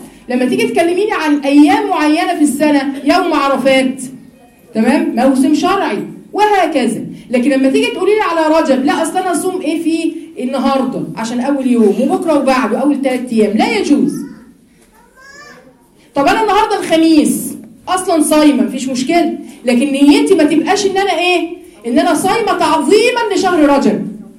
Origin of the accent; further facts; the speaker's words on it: Giza, Giza Governorate, Egypt; عشان انا اهلي من الجيزه اصلا،